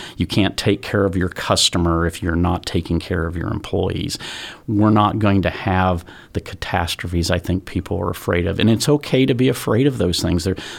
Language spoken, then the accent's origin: English; Anderson, Indiana, United States; Born and raised in Anderson.